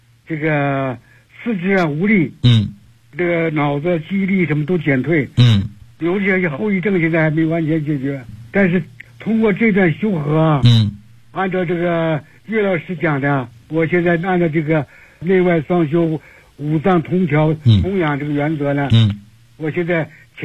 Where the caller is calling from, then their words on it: Beijing, China; 我是北京的学员。